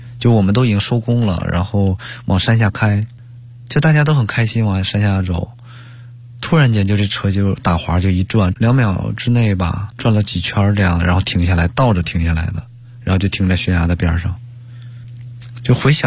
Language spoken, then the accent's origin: Chinese; Liaoning, China; 我是辽宁人